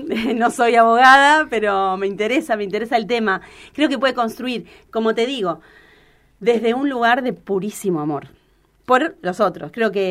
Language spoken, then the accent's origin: Spanish; California, United States; born there; Nací en California, chicos, entonces tengo claro. Esa cultura.